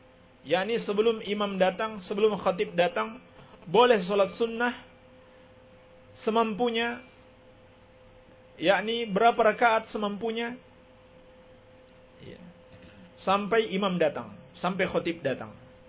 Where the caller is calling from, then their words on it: Bima, West Nusa Tenggara, Indonesia; Saya dari Kota Bima, Pak Ustaz. Saya mau menanyakan, di sekitar kampung kita ini, kala ada upacara maulid